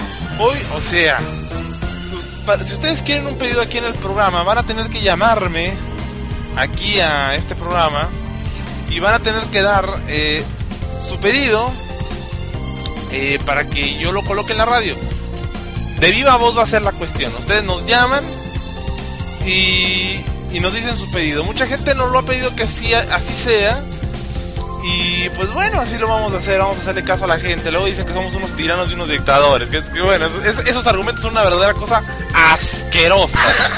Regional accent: Mexico; viene como que somos de México.

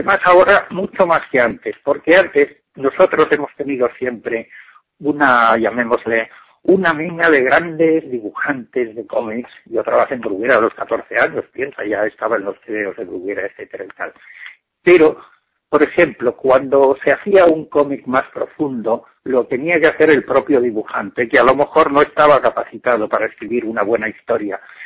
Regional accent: Barcelona, Catalonia, Spain; Yo vengo de Barcelona y si te cuento cómo están las cosas, te pongo un ejemplo.

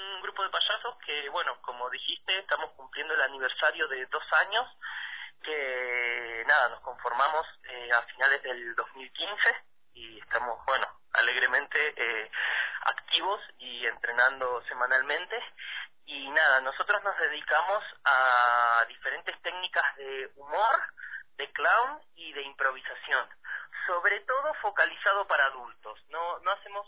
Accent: Argentina; Bueno, yo soy de Argentina

